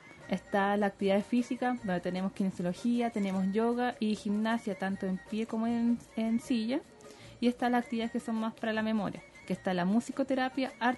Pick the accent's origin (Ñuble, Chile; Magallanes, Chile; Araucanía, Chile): Magallanes, Chile; Punta Arenas; now in Concepción, Chile; Yo soy de Punta Arenas.